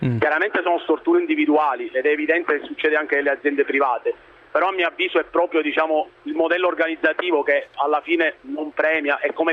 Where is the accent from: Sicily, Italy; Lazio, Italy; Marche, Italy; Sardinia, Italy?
Sicily, Italy; da siciliano di esempi ne avrei moltissimi, purtroppo.